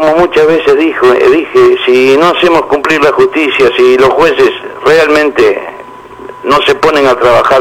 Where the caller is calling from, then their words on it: La Boca, Buenos Aires, Argentina; de la Boca.